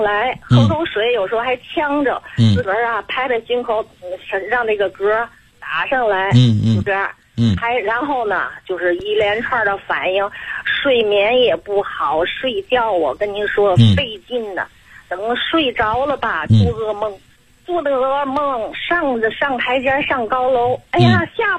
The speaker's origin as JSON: {"language": "Chinese", "region": "Tianjin", "country": "China", "said": "我是天津的。"}